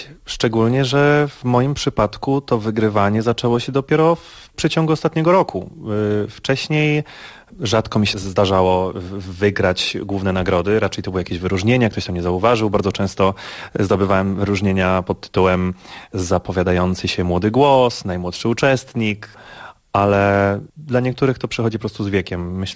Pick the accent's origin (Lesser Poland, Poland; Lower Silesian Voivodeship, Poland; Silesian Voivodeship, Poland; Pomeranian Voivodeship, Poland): Lesser Poland, Poland; Brzesko; now in New York, United States; jestem barytonem z Brzeska w Małopolsce.